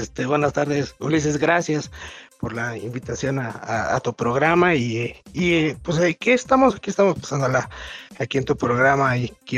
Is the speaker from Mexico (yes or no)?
yes; Hidalgo, Mexico; Soy del estado de Hidalgo.